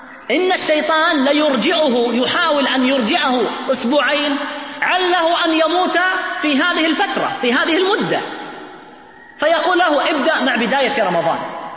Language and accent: Arabic; Riyadh, Riyadh Province, Saudi Arabia; مطار الملك خالد عندنا في الرياض